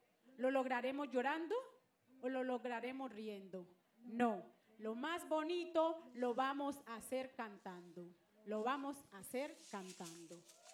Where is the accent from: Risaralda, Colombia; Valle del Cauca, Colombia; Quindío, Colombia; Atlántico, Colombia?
Valle del Cauca, Colombia; Cali; Desde el oriente de Cali, nosotros somos las mujeres de la Casa Cultural del Chontaduro.